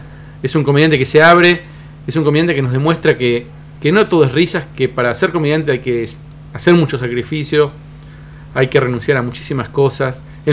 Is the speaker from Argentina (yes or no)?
yes; Cipolletti, Río Negro, Argentina; voy a estar en Chipoleti, que es mi ciudad natal